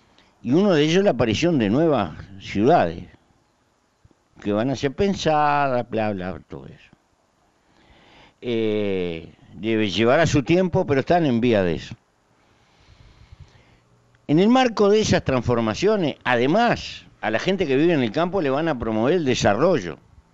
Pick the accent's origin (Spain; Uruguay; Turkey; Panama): Uruguay; Y no meterme en los problemas, porque eso sería una mala manera de ser uruguayo.